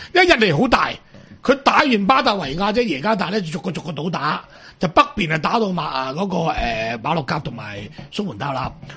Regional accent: China; 即系日本仔系比我哋中国人有义气嘅喺度，系咪先？

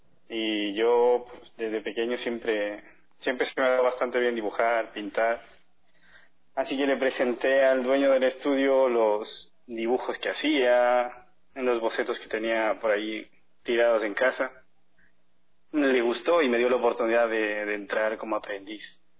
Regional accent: Ecuador; moved away; Digo, sí, yo soy ecuatoriano. Muchos no se lo creen, otros sí. Por el acento, a la hora de hablar.

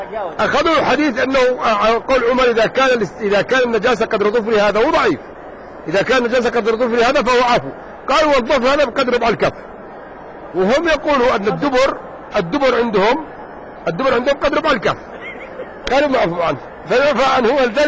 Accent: Yemen; أنت لو رأيت المناك الأحقاف اللي عندنا في اليمن

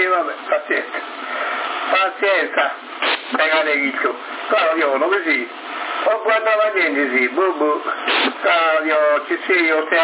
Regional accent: Sardinia, Italy; Tu vai a cuccia, non ti sta interrogando nessuno, che noi siamo sardi.

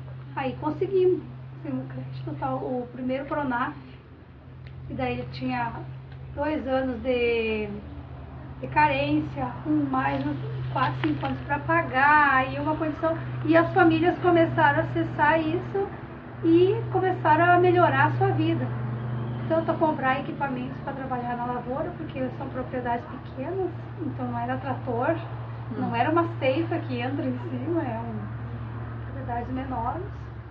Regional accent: Santiago, Rio Grande do Sul, Brazil; moved away; Santiago Gaúcho, morávamos, né? Já faz 17 anos que nós saímos do Rio Grande do Sul, Santiago Gaúcho.

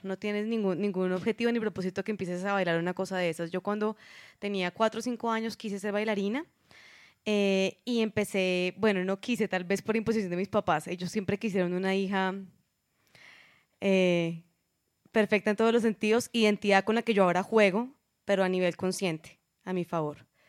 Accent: Bogotá, Colombia; Uno como rola, debo decirlo, como bogotana, pues se sentirán muchas identificadas.

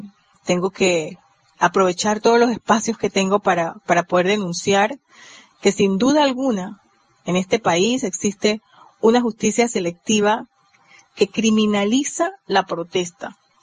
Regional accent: Panama; somos parte de la red de derechos humanos en nuestro país, acá en Panamá

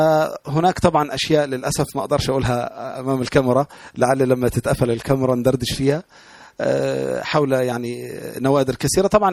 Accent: Tanta, Gharbia, Egypt; also born or lived in Alexandria; لان انا اصلا الاساس من طنطا وسكنت الاسكندريه

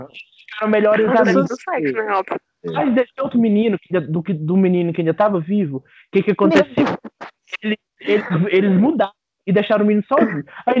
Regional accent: Minas Gerais, Brazil; sou mineiro, caralho

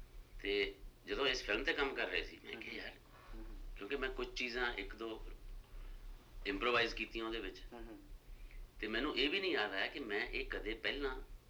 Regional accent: Punjab, India; moved away as an adult; also born or lived in Delhi / Pune; now in Mumbai, India; ਮੈਂ 70 'ਚ ਪੰਜਾਬ ਤੋਂ ਆ ਗਿਆ, ਦਿੱਲੀ ਰਿਹਾ ਨੈਸ਼ਨਲ ਸਕੂਲ ਡਰਾਮਾ, ਉੱਥੇ ਕਲਾਸ 'ਚ ਅੰਗਰੇਜ਼ੀ ਹਿੰਦੀ, ਫਿਰ ਪੂਨਾ ਚਲਿਆ ਗਿਆ ਉੱਥੇ ਵੀ ਅੰਗਰੇਜ਼ੀ ਹਿੰਦੀ, ਫਿਰ ਬੰਬੇ ਰਹਿੰਦਾ ਸੀ

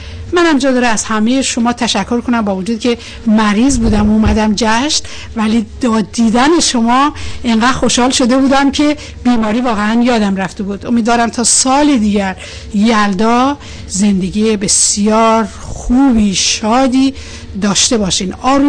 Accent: Mazandaran, Iran; born there; برای اینکه بنده همون جایی به دنیا آمدم که شما به دنیا آمدی.

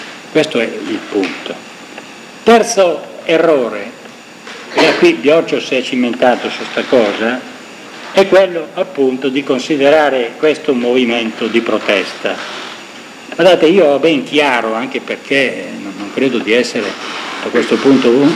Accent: Lombardy, Italy; Io vengo dalla Lombardia

